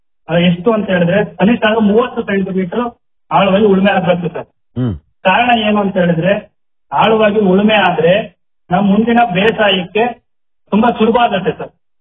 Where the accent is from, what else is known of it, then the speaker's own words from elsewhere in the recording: Tejur, Karnataka, India; ನನ್ನ ಊರು ಬಂದ್ಬಿಟ್ಟು ತೇಜೂರು.